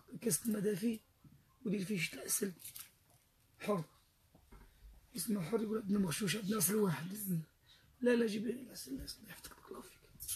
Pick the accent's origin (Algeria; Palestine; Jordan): Algeria; Biskra, Biskra Province; أصلا من الجزائر نحن من الشيخ بسكرة